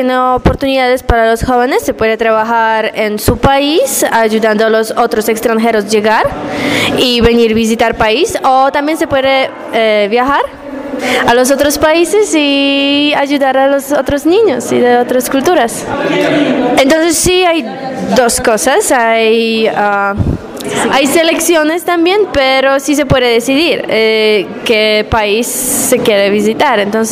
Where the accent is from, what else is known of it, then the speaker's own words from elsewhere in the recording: Poland; Spanish is a second language; yo soy de Polonia. Entonces, yo estoy un voluntario en Polonia con la organización de AISEC.